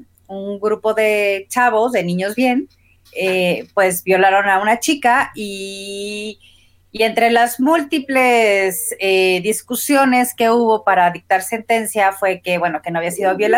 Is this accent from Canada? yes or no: no; Morelia, Michoacán, Mexico; cómo ha sido ser feminista en la generación X en México y creciendo en Morelia